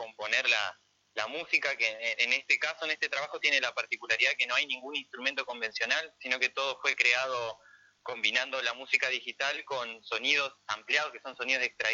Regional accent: Concordia, Entre Ríos, Argentina; yo soy de Concordia y esto es nuestro.

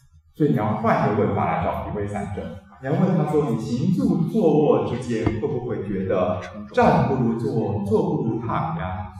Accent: Taiwan; 所以就以我一个台湾人的立场来讲啊，就因为我们的台湾中医大约还有这样的底子，

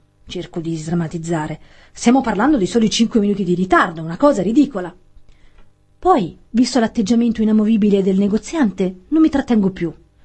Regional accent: Campania, Italy; Allora, essendo io campana, credo che questo vada letto

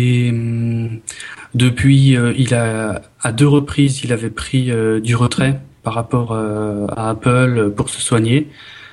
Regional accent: France; je suis français, soit dit en passant.

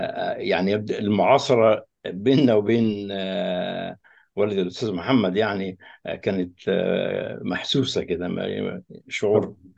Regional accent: Egypt; انا كمصري في داخل الجامعه الامريكيه

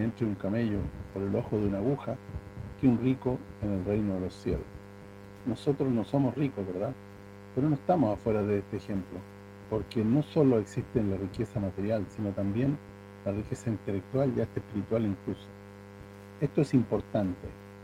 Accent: Sicily, Italy; Spanish is a second language; Esto es lo que me queda por hacer en mi tierra, en Sicilia y también en Latinoamérica, junto a ustedes.

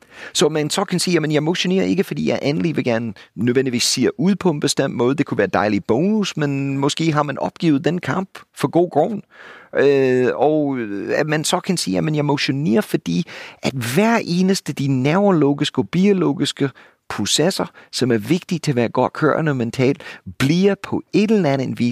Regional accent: United States; now in Denmark; for mig som amerikaner, jeg er boet i jeres kære land i halvdelen af mit liv nu, jeres tankstationer lignede ikke en amerikansk tankstation for 20 år siden.

